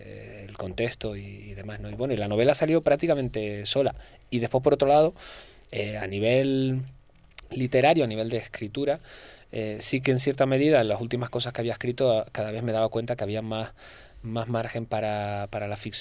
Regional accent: Canary Islands, Spain; yo como canario no digo mirad, miren, ¿no?

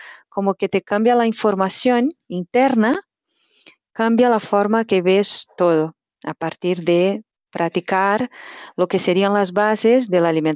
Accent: Brazil; Spanish is a second language; now in Spain; Soy natural de Brasil y hace 11 años que vivo aquí en España, Cataluña.

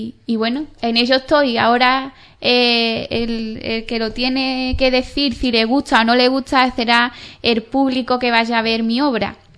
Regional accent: Ubrique, Andalusia, Spain; moved away; yo he estado muchos años fuera y yo siempre he llevado mi pueblo por bandera. Entonces también era como que Ubrique pertenece al Parque Natural de los Alcornocales, ¿no?

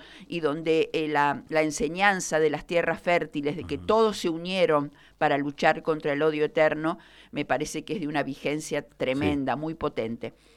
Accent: Mendoza, Argentina; also born or lived in Santa Fe; cuando éramos muy pequeños y nos vinimos de Santa Fe a vivir a Mendoza, a Minetti

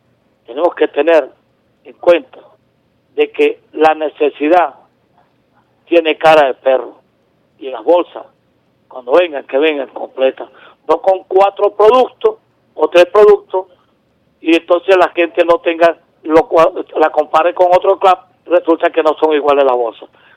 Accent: Venezuela; las personas de mi pueblo sepan que la tenemos aquí en Venezuela

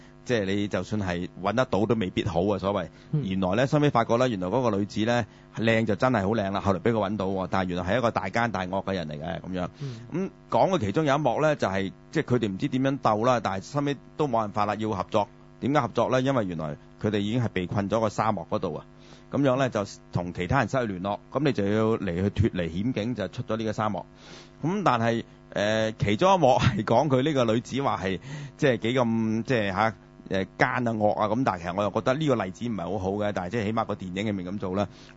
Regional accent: Guangdong, China; 咁我哋廣東人有一個説話

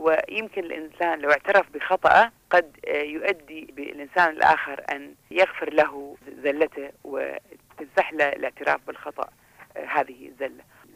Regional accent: Kuwait; حتى احنا عندنا في الكويت

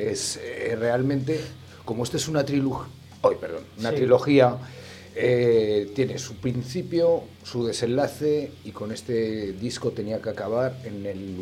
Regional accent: Mezalocha, Aragon, Spain; Una peña que hay en el pantano de mi pueblo, Mezalocha. Uh-huh. Y ese es como si fuera un retiro espiritual para mí desde la niñez.

